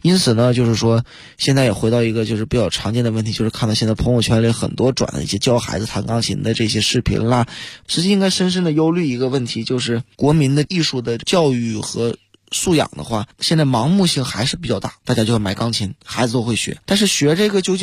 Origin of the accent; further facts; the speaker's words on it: Tieling, Liaoning, China; 因为我的老家在东北嘛，